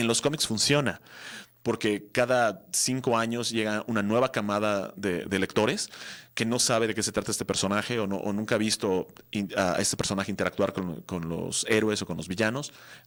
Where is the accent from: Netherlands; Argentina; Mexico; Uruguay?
Mexico; Si soy mexicano, no debo de apoyar lo mexicano. Si soy mexicano, debo apoyar lo bueno.